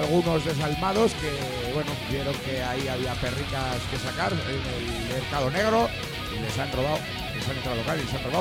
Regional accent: Samper, Aragon, Spain; sonido municipal aquí en Samper. Y este sábado es la obra anual de las señoras mayores del teatro de mi pueblo.

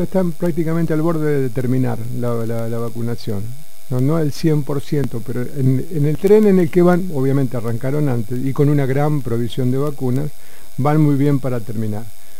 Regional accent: Argentina; nosotros como país, vos y yo, que somos argentinos

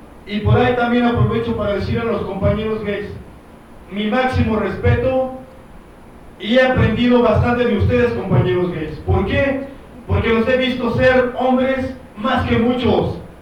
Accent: San Lorenzo Tezonco, Mexico City, Mexico; Yo era de San Lorenzo Texonco.

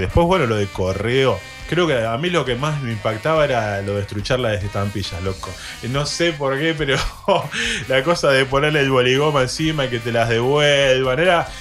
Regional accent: Moreno, Buenos Aires Province, Argentina; Yo vengo de un barrio humilde, vengo de Cuartel Quinto Moreno

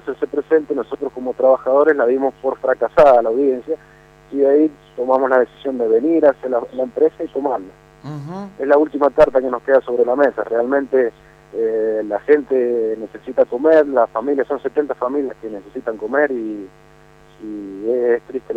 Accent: Maipú, Mendoza, Argentina; somos maipucinos, somos mendocinos

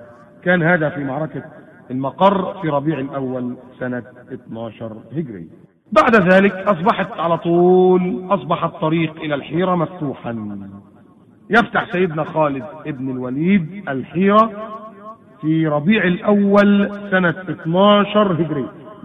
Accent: Egypt; عكس نهر النيل اللي المنابع بتاعته من الجنوب عندنا في مصر

